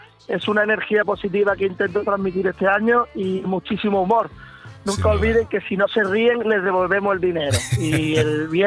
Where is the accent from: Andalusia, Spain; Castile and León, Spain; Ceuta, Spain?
Andalusia, Spain; Archidona; also born or lived in Málaga; en mi pueblo, en el pueblo donde me he criado, en el pueblo de mi familia, aunque yo soy de Málaga, mi sangre es archidonesa, porque todo lo que me rodea desde que nací ha sido Archidona